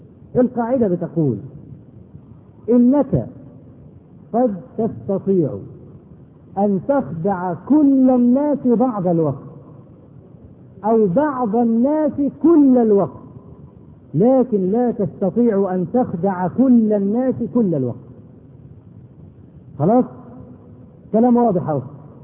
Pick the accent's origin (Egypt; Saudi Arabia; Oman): Egypt; ودرج عندنا في مصر هنا لما واحد يغلط في حاجه